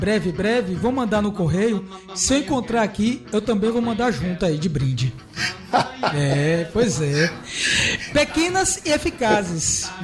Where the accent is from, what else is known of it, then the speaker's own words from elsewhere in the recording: Bahia, Brazil; VJ, VG, como nós baianos falamos aqui, né?